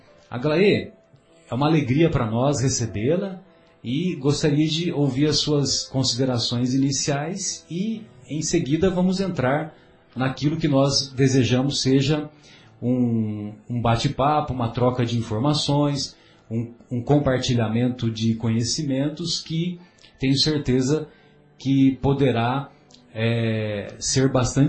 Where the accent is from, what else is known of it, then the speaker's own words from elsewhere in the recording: São José do Rio Pardo, São Paulo, Brazil; um casal lá da minha cidade, São José do Rio Pardo